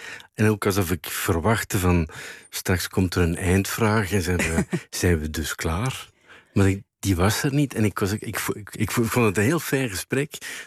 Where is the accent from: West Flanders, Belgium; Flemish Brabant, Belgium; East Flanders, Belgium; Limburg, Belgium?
West Flanders, Belgium; Bruges; Als ik langs ging in Brugge, waar ik ben opgegroeid en waar zij woonde